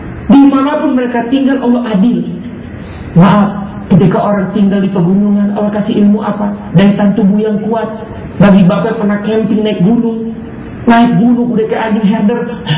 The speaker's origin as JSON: {"language": "Indonesian", "region": "Jakarta", "country": "Indonesia", "said": "Karena kita orang Jakarta sedih lihat mereka"}